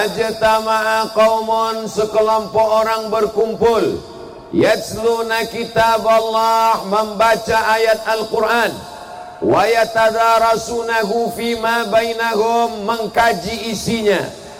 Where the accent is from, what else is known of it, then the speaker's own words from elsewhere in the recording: Riau, Indonesia; Sampai ke Riau, di kampung halaman saya